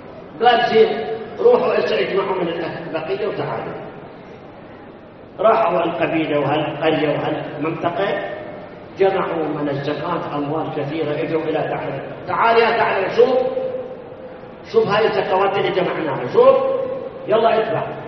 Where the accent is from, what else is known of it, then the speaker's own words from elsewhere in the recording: Karbala, Karbala Governorate, Iraq; كربلاء ما عندنا، كان عندنا في كربلاء مدير مدرسة